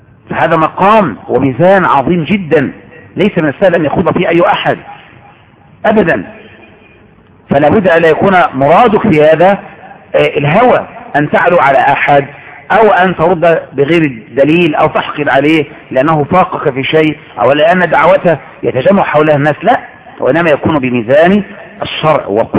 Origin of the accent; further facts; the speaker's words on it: Egypt; ولهذا عندنا في مصر كنا نتربى على كده